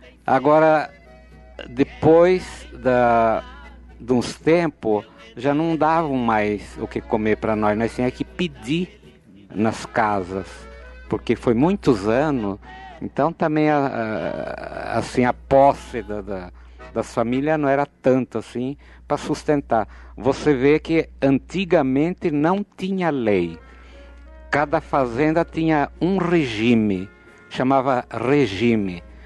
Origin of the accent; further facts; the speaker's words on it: Botucatu, São Paulo, Brazil; also born or lived in São Manuel; E então nós somos da roça, fomos criados em São Manuel e Botucatu também, mas não na cidade. Uma fazenda pertencia a Botucatu, onde … nasceu, que sou eu.